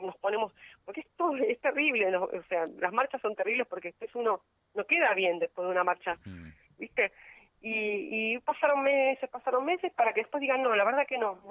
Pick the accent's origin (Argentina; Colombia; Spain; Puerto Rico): Argentina; Buenos Aires; now in La Paz, Argentina; Yo soy de Buenos Aires, elegí vivir en La Paz porque era un lugar tranquilo. Mi compañero es nativo de acá de La Paz.